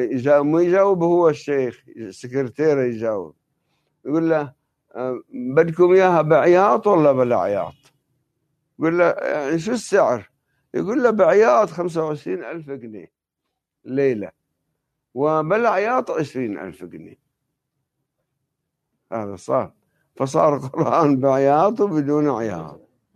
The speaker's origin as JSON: {"language": "Arabic", "country": "Lebanon", "said": "وعندنا بلبنان يسمونهم أهل الشوفة"}